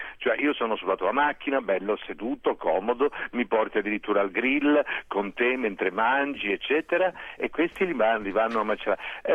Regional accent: Liguria, Italy; io voglio dire che sono ligure, ma ci sono dei piatti liguri meravigliosi

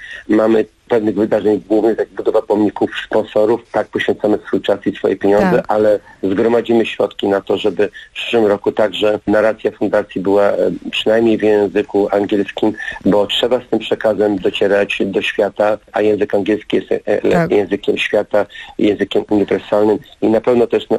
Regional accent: Warsaw, Masovian Voivodeship, Poland; Ja jestem z Warszawy, moja rodzina jest z Warszawy, rodzina mojej żony jest z Warszawy.

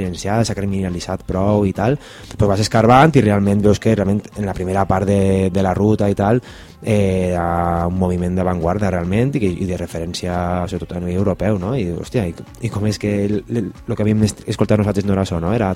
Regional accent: Valencian Community, Spain; som de València i pues, bueno, també tenim una tradició musical molt potent

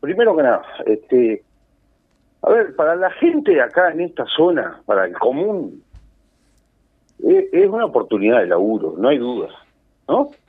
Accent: Paso de los Toros, Tacuarembó, Uruguay; also born or lived in Montevideo; Bueno, yo vivo cerca, ¿no? Muy cerca. Sí. Soy de acá, soy nacido en Montevideo, pero me crié en este pueblo toda la vida. Después, bueno, anduve por ahí, por esos lares, con el tema estudios y eso, pero vivo acá, muy cerca de Paso de los Toros.

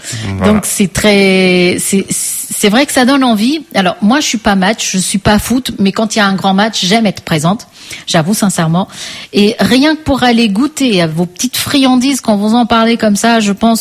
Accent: Portugal; on est portugais du Portugal et portugais de partout, mais aussi du Cap-Vert

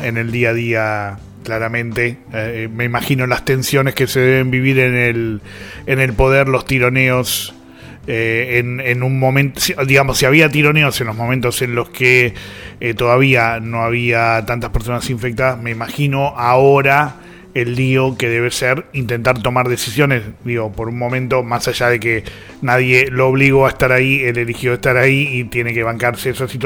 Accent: Buenos Aires, Argentina; El problema somos los porteños y las porteñas.

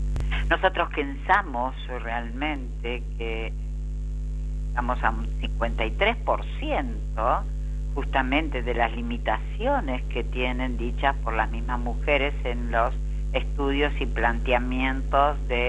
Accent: Argentina; vamos a ver qué es lo que pasa con la pandemia, tanto en mi país, Argentina, como en el resto del mundo

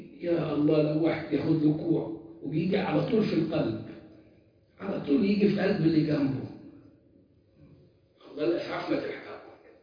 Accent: Egypt; كنت فاكر اني عندنا في مصر

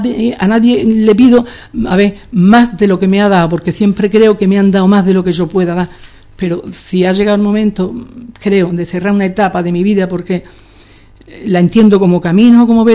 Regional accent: Ubrique, Andalusia, Spain; Yo insisto en ese querer que yo siento hacia mi pueblo

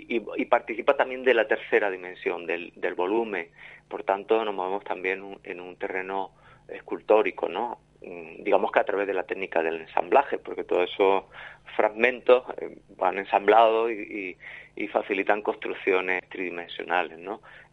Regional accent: Torreperogil, Andalusia, Spain; Yo soy jienense, un pueblo de Jaén, Torre Perojil se llama mi pueblo, pero aquí ya por tierra gaditana llevo ya 26 años, o sea que ya me considero gaditano.

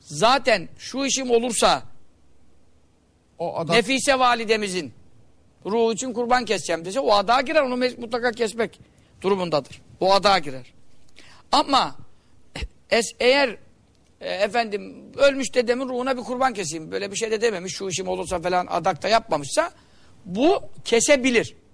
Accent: Görele, Giresun, Turkey; Bizim hemşerimiz, biz de Göreliyiz.

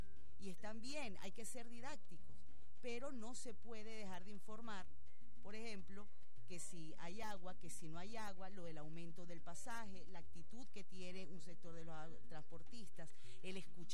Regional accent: Venezuela; lo digo como venezolana

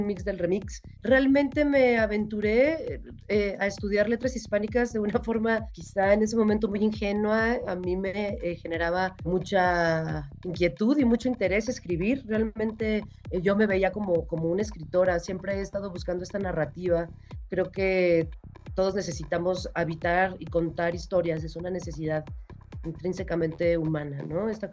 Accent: Morelia, Michoacán, Mexico; also born or lived in Guadalajara, Mexico; Pero crecí en Morelia, Michoacán. Después me fui a estudiar la licenciatura allá en Guadalajara, Jalisco.

